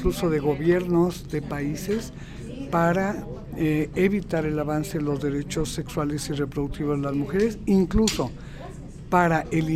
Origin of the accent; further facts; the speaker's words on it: Mexico; En mi país, en México, que teníamos un avance importantísimo como política de Estado